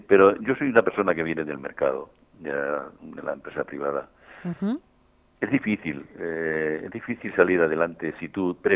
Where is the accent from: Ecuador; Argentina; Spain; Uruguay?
Spain; Velada, Castilla-La Mancha; quiero mucho a mi pueblo